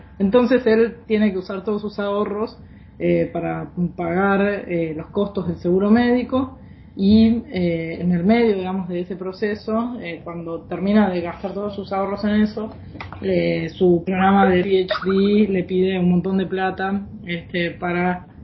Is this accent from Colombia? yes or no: no; Argentina; Yo soy de Argentina.